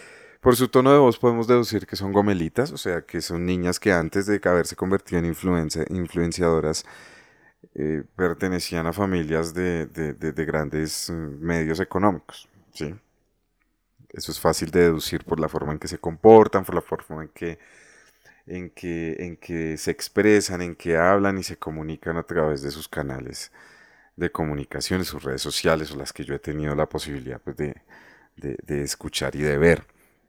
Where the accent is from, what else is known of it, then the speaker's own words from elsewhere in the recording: Bogotá, Colombia; yo nací y me crié en el Tunal.